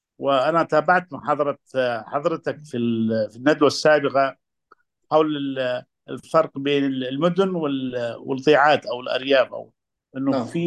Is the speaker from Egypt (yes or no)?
no; Yemen; أنا من اليمن طبعا، من العرب العاربة كما يقال، وعندنا تنوع جغرافي شديد جدا، أصعب بكثير من مصر.